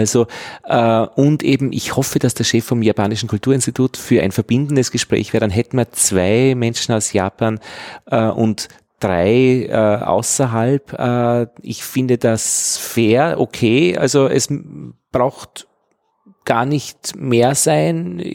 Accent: Austria; dann könnte ich dem sagen als Österreicher

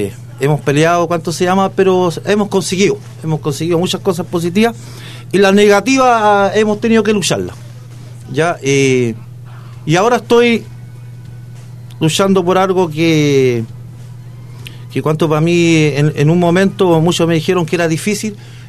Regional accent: Talca, Maule, Chile; yo nací aquí en Talca. Soy un talquino, como se dice, de toma lomo, nacido aquí en Talca. Creo que nací en la Manso Velasco. De ahí es mi familia

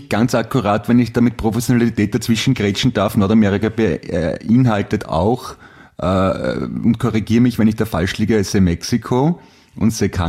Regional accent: Austria; Polizeipräsident wäre schon ziemlich groß bei uns in Österreich, muss ich sagen.

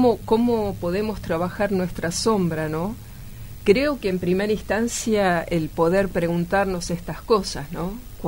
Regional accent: Buenos Aires, Argentina; yo nací y crecí en Buenos Aires, ¿no?, en la capital, pero hace poco tiempo que volvía

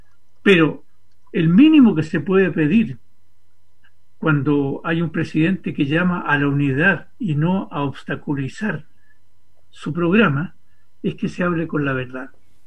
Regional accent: Chile; en nuestro país, que somos los chilenos?

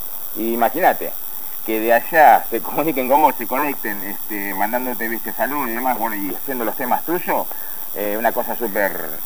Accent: Santa Fe, Argentina; now in La Plata, Argentina; Somos todos santafesinos.

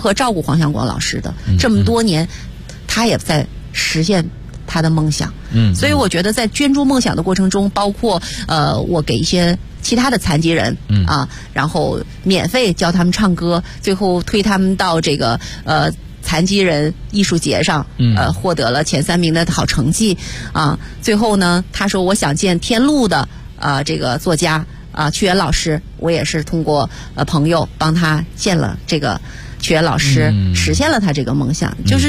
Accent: China; 我们都不要忘记我们是中国人

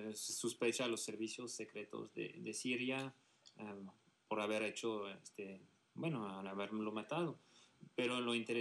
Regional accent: France; hay muchos partidos extremistas en mi país

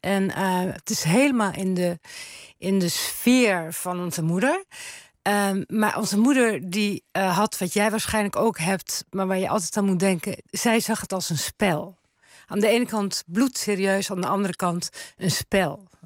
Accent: Terneuzen, Zeeland, Netherlands; Ik ben geboren in Terneuzen, Zeeuws-Vlaanderen. Ik heb daar echt de situatie zien verslechteren met de Westerschelde.

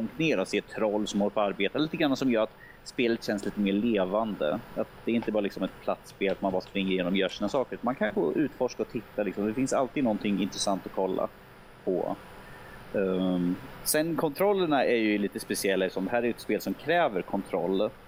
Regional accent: Örebro, Örebro County, Sweden; Och som örebroare får man väl känna sig lite glad

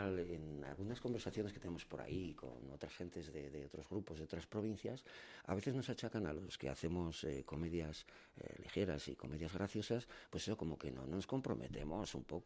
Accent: Cortes, Navarre, Spain; yo soy de Cortes, a mucha honra y mucho orgullo.

